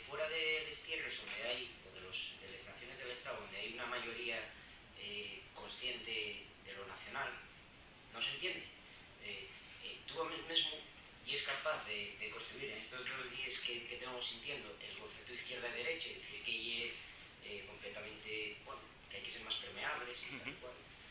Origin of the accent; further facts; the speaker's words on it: Catalonia, Spain; Yo soy catalán y de izquierdas.